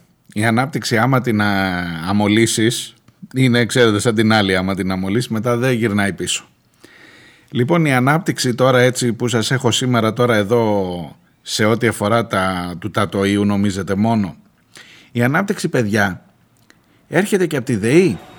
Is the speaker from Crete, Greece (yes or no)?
yes; Heraklion, Crete, Greece; Εδώ στο Ηράκλειο, στον τόπο μου, εδώ που μένω.